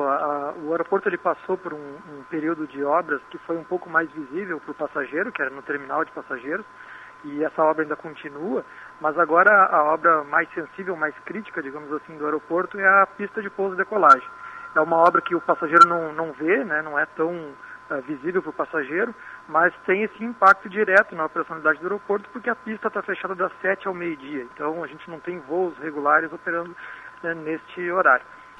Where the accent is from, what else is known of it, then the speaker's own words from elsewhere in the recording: Porto Alegre, Rio Grande do Sul, Brazil; Eu venho lá do Sul, venho de Porto Alegre.